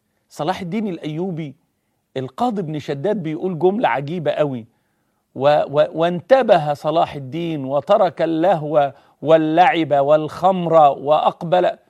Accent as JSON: {"language": "Arabic", "country": "Egypt", "said": "هو بمثابة زي كده عندنا في مصر زكريا عزمي"}